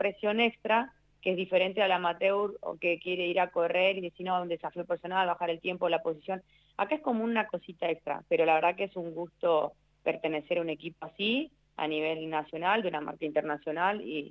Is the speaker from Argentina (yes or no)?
yes; Argentina; Viste como somos los argentinos, nos rebuscamos de siempre de alguna manera.